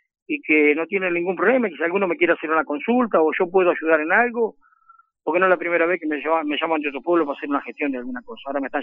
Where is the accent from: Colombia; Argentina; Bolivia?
Argentina; Saladillo, Buenos Aires Province; a través de ustedes yo le puedo llegar a la gente de mi pueblo, de Saladillo, de todos los lugares, ¿no?